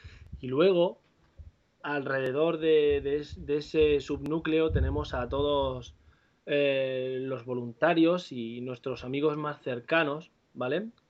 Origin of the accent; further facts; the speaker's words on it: Mula, Region of Murcia, Spain; cuando vivía en mi pueblo, en Mula, ¿no?, en un sitio donde no se hacía nada, por no haber, no hay ni avispas para que te piquen